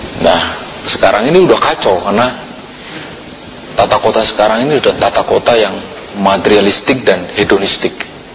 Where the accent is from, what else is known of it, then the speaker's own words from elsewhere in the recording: Java, Indonesia; Saya orang Jawa, sampai kapanpun saya gak bisa kemudian berubah menjadi orang Sumatera.